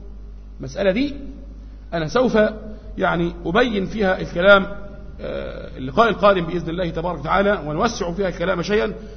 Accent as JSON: {"language": "Arabic", "country": "Egypt", "said": "في بعض الأماكن عندنا في مصر هنا"}